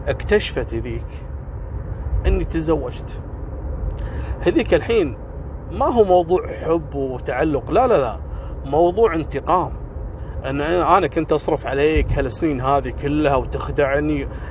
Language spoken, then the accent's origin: Arabic; Kuwait; عائلات كثيرة مشهورة عندنا في الكويت